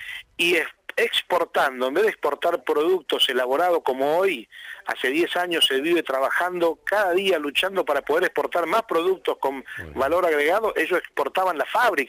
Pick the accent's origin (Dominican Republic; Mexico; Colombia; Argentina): Argentina; como argentino le digo esto